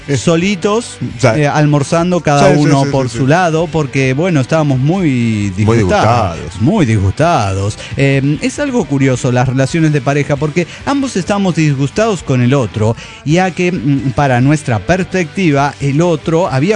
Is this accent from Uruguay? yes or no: no; Mexico City, Mexico; del DF mexicano.